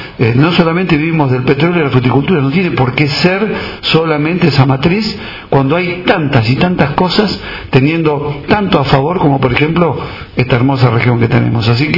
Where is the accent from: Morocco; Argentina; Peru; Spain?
Argentina; como argentinos todos estamos padeciendo en cuanto a la falta de empleo